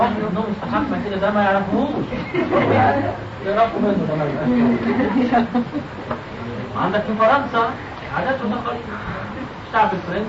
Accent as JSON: {"language": "Arabic", "country": "Egypt", "said": "هما الخنادق انتشرت عندنا في مصر"}